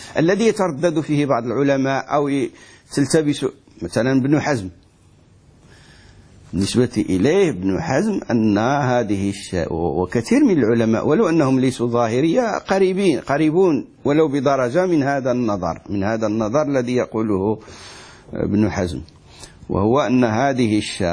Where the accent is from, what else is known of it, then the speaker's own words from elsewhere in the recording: Morocco; وإحنا عندنا في المغرب مثل يقولوا ما دير خير ما يطرى بأس